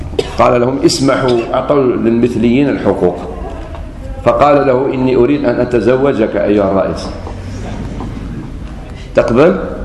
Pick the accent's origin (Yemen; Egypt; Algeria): Algeria; قلت له انا جزائري وش بيك